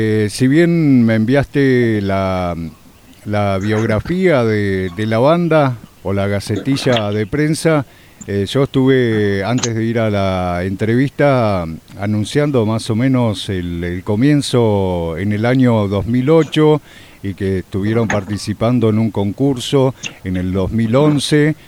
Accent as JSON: {"language": "Spanish", "town": "Colón", "region": "Entre Ríos", "country": "Argentina", "tie": "born there", "said": "yo te comentaba que soy nacido en Entre Ríos y me falta conocer Corrientes, Misiones, Formosa, Chaco"}